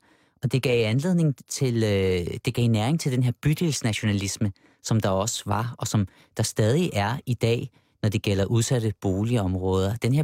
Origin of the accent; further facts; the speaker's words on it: Avedøre, Capital Region of Denmark, Denmark; nu bruger jeg mig selv igen som knægt i Avedøre Stationsby, de her naturlige venskaber mellem arbejderklassens drenge og os drenge, som sagde, vi indvandrere